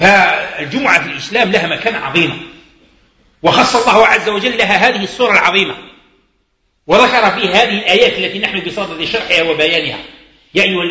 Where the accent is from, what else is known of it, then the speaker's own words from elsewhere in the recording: Algeria; عندنا احنا كجزائريين عندنا لباس، عندنا معروف، عندنا القشابة، عندنا القندورة، عندنا البرنوس